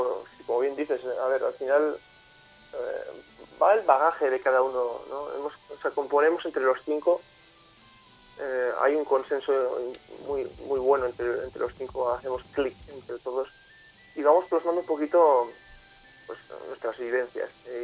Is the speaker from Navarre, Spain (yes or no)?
yes; Pamplona, Navarre, Spain; Nosotros somos de Pamplona, somos y teníamos en Madrid dos bolos seguidos